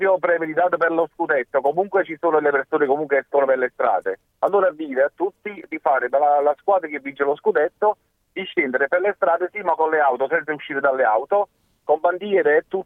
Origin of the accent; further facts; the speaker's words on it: Ercolano, Campania, Italy; non perché sono di Napoli, anzi sono di Ercolano, provincia